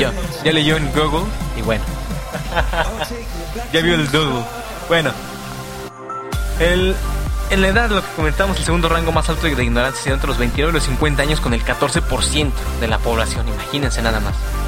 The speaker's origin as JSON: {"language": "Spanish", "region": "Mexico City", "country": "Mexico", "tie": "born or raised there", "lives_now": "Guadalajara, Mexico", "said": "Ustedes saben que yo soy oriundo del Distrito Federal."}